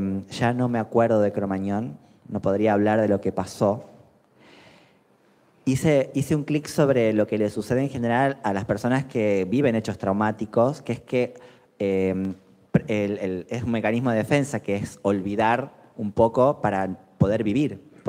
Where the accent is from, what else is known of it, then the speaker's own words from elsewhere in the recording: Tucumán, Argentina; Yo soy de Tucumán, como decía Santi